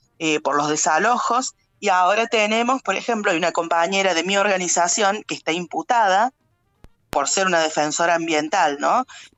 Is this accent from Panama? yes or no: no; Estación Juárez Celman, Córdoba, Argentina; yo soy de Estación Juárez Celman